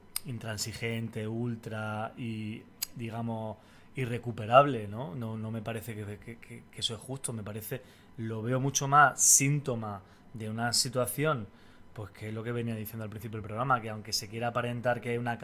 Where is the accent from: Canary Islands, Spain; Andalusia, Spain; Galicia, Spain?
Andalusia, Spain; moved away as an adult; now in Catalonia, Spain; yo soy un andaluz que vive en Cataluña desde hace, pues, aproximadamente 15 años